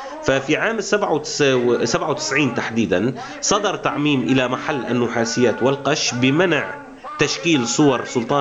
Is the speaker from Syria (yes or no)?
yes; Syria; نحن لسنا فقط دروز ولسنا فقط سوريين، نحن سوريون دروز عرب.